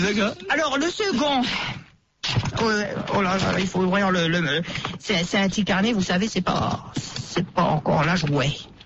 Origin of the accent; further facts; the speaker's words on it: Paris, Île-de-France, France; Eh ben je suis né à Paris dans le 13e arrondissement. Je suis un Parisien.